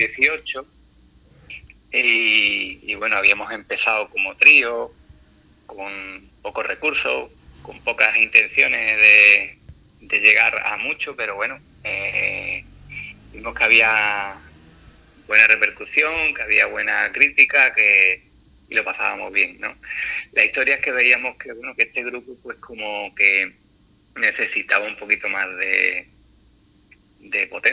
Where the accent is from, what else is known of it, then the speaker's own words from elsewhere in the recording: Puerto Serrano, Andalusia, Spain; un amigo de Puerto Serrano, yo soy de Puerto Serrano